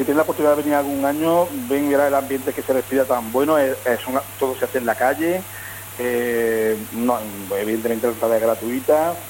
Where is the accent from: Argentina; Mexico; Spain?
Spain; Puente Genil, Andalusia; es Niña mi pueblo, esta Puente Genil, bueno, bajo el puente, digamos, es como una, aparte de ser parte del nombre de mi pueblo